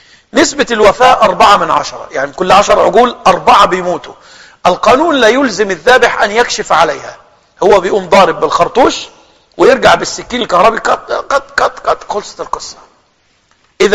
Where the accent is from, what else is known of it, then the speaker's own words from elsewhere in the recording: Egypt; مشهور عندنا في مصر بينطقوا الشهادتين على الذبيحة،